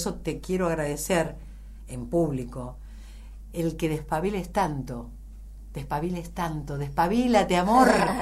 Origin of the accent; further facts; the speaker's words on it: Buenos Aires, Argentina; o si yo hubiera nacido en Andalucía, porque siendo una porteña total, no puedo evitar sentir la marca del cuchillo del ser